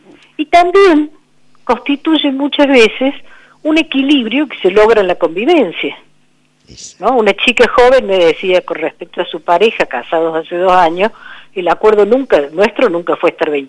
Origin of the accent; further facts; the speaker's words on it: Córdoba, Argentina; bueno, ustedes, yo soy de Córdoba, pero las sierras, viene una creciente y se lleva un montón de cosas